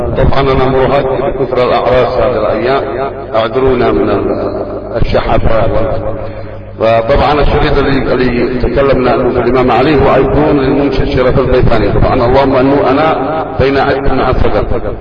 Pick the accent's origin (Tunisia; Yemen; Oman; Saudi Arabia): Yemen; Sanaa, Amanat Al Asimah; ألحان ما عرفت عندنا في صنعاء، مثلا في ليمة، في الحديدة، في حضرموت